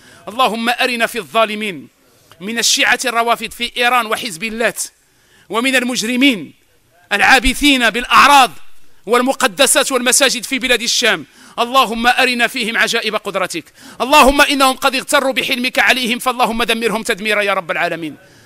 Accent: Morocco; على الأرامل وعلى اليتامى في بلادنا المغرب

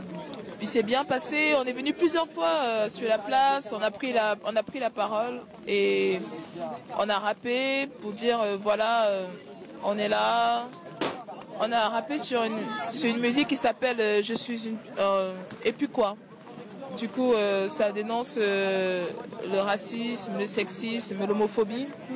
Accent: Cameroon; moi, je suis camerounaise. Et dans mon pays, les homos, en fait, ils vont en prison.

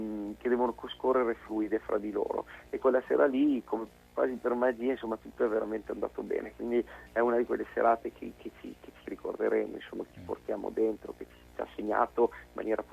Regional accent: Emilia-Romagna, Italy; c'è il folk visto dal punto di vista emiliano, ovviamente non può mancare, perché è la mia terra

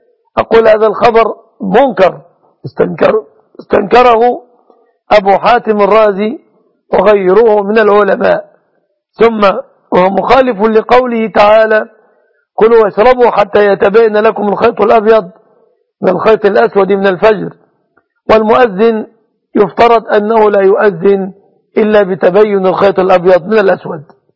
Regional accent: Egypt; أن يجعل بلادنا مصر وسائر بلاد

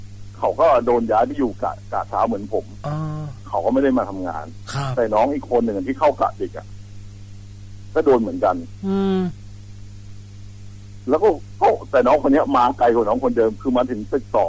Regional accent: Sing Buri, Thailand; ผมก็เป็นคนสิงห์บุรีครับ

